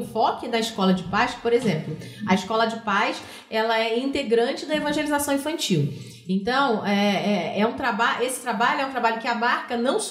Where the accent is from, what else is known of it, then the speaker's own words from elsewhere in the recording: Rio de Janeiro, Brazil; accent: carioca; now in São José dos Campos, Brazil; tem 14 anos que eu moro em São José, né? Não dá para perceber que eu sou carioca, né, gente? O sotaque, o chiado ainda.